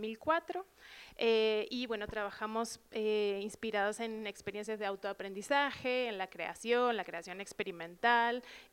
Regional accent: Argentina; pues yo trabajo acá hace ya 8 años, soy de Argentina

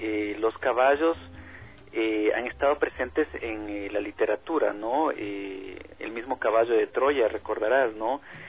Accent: Latacunga, Cotopaxi, Ecuador; Cuando yo tenía 5 años, pasaba mis vacaciones en el Chasqui, en el Cotopaxi, con mi abuela, con mi tío. Yo soy de la Tacunga.

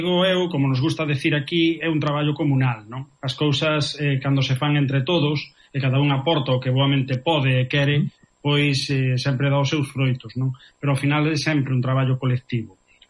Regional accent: A Coruña, Galicia, Spain; also born or lived in Vilalba; realmente eu son natural de Vilalba, dunha parroquia de Vilalba que se chama Lanzós. Bueno, despois eu crieime na Coruña.

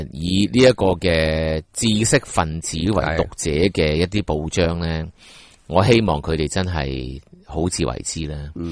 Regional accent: Hong Kong; 而我哋香港人咧，都做唔醒觉嘅话咧，咁到真系吓、啊，即系镇压嘅时候，可能已经太迟噶咯

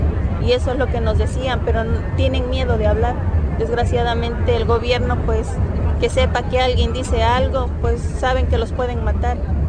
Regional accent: Mexico; Nosotros ya no estamos dispuestos a continuar con esto como mexicanos

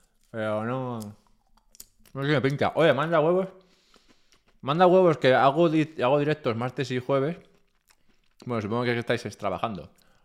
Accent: Madrid, Community of Madrid, Spain; now in Andorra; Soy de Madrid, vivo en Andorra.

